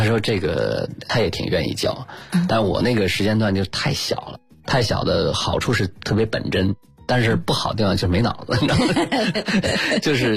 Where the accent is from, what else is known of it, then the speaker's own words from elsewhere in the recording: Beijing, China; born there; 我出生在大学老师家、就在北方，现在叫北京交通大学，当时叫北方交通大学。